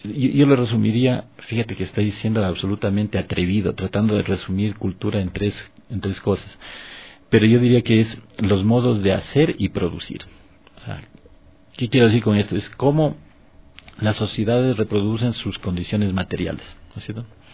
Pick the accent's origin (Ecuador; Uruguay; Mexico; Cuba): Ecuador; un retrato de nosotros mismos, de lo que somos y de lo que hemos sido como ecuatorianos